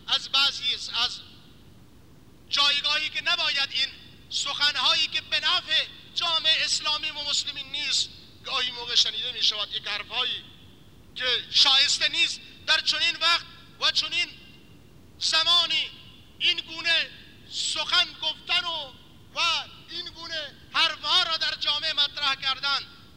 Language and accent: Persian; Iran; مگر ما که مال ایرانیم، ما ایرانیم، ما در سایه نظام اسلامی داریم زندگی میکنیم